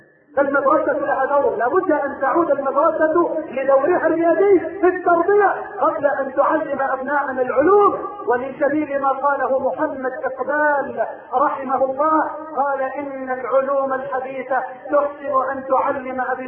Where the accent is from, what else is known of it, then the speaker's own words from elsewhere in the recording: Egypt; اللهم اجعل بلدنا مصر واحدا للامن والامان